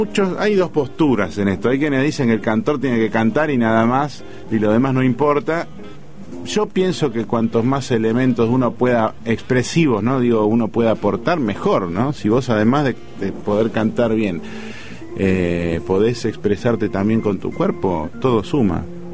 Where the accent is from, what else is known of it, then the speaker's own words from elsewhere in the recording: Lanús, Buenos Aires Province, Argentina; Yo soy de Lanús este por media cuadra.